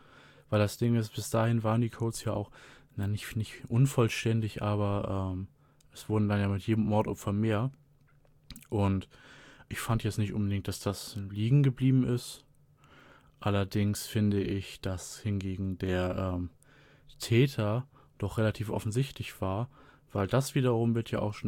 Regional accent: Germany; Wir als Deutsche gucken da ja leider ein bisschen in die Röhre.

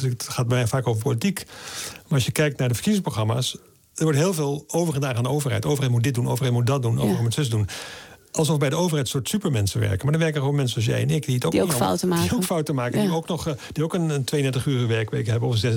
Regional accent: Middelburg, Zeeland, Netherlands; also born or lived in Vlissingen; Ik ben geboren in Vlissingen, in Zeeland. Ik ging naar school in Middelburg. Dat was een christelijke school.

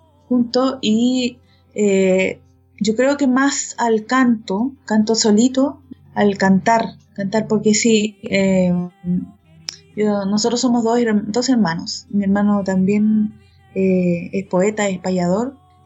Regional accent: Rancagua, O'Higgins, Chile; born there; Yo nací en Rancagua, una ciudad que queda al sur de Santiago, la capital de Chile, a unos 80, 100 kilómetros al sur. Es una ciudad que es más o menos grande.

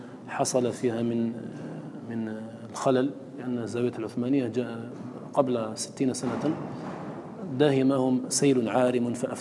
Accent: Algeria; إنما حفظ عندنا في الجزائر

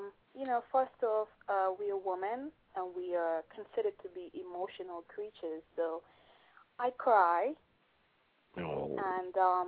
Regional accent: United Kingdom; I'm not Jamaican. I am from.

